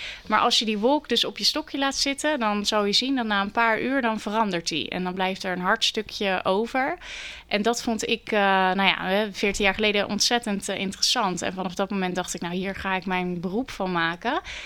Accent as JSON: {"language": "Dutch", "town": "Vlaardingen", "region": "South Holland", "country": "Netherlands", "tie": "born there", "said": "maar ik begin in Vlaarding, omdat dat is mijn geboortestad."}